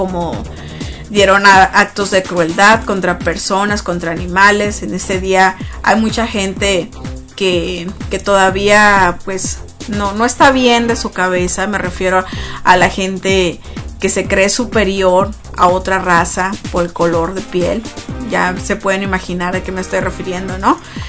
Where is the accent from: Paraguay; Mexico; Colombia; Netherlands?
Mexico; Ya ven que todos los que somos mexicanos, el día 12 de noviembre, pues celebramos el Día de los Muertos